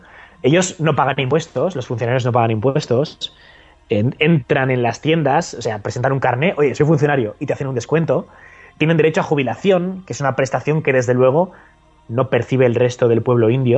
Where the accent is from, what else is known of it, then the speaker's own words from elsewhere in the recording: Zaragoza, Aragon, Spain; Bueno, a ver, hablando de pilares, ya sabes que yo soy de Zaragoza.